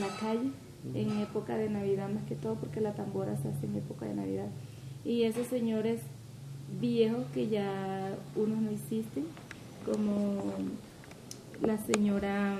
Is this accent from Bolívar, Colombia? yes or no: yes; San Martín de Loba, Bolívar, Colombia; Más porque eso era más en esa calle, el Carmen, en el, la calle donde yo nací.